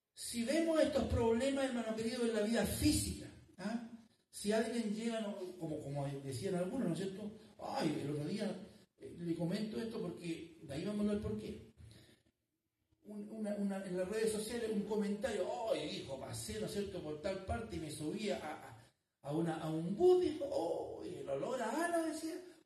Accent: Chile; Pero así somos los chilenos.

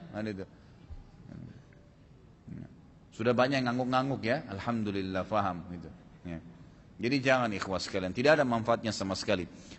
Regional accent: Makassar, South Sulawesi, Indonesia; born there; saya lahirnya di Makassar gitu kan

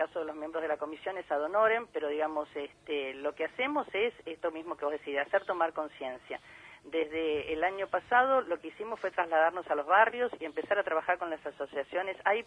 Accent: Buenos Aires, Argentina; a lo que somos los porteños y las porteñas

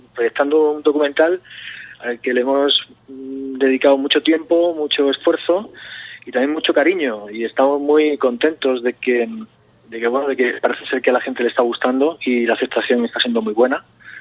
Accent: Jaén, Andalusia, Spain; yo soy de Jaén, o sea que a mí la tierra, mi tierra siempre me tira

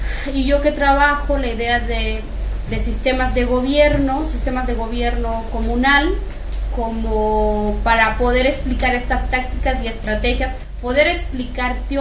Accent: Guatemala; soy de Guatemala, soy maya quiché

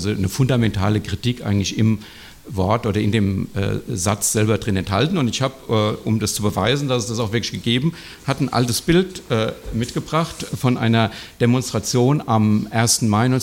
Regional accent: Frankfurt, Hesse, Germany; es wurde ja schon gesagt, ich komme aus Frankfurt

